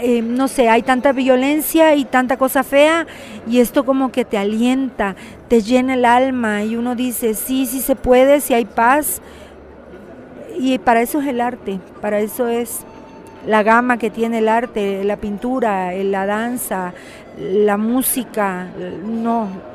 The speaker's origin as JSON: {"language": "Spanish", "town": "Macuspana", "region": "Tabasco", "country": "Mexico", "said": "Pues yo vengo de Macuspana, un beso a toda mi gente de Macuspana, Tabasco."}